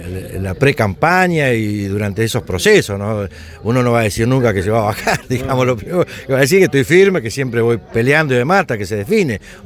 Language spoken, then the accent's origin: Spanish; Argentina; Yo quiero pensar como argentino de que esto se vaya dando